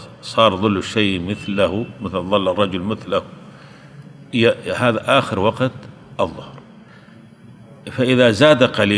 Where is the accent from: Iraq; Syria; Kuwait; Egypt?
Syria; عندنا في سوريا